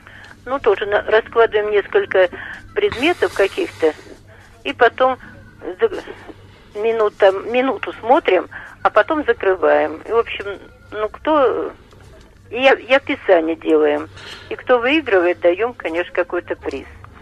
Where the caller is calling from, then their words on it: Ulyanovsk, Ulyanovsk Oblast, Russia; Я из Ульяновска звоню.